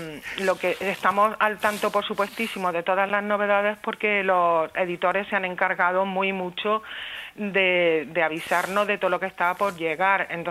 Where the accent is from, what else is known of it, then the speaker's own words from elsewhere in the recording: Úbeda, Andalusia, Spain; moved away as an adult; now in Zaragoza, Spain; Bueno, yo soy de emigración interior. Yo me vine a estudiar desde Jaén, desde Úbeda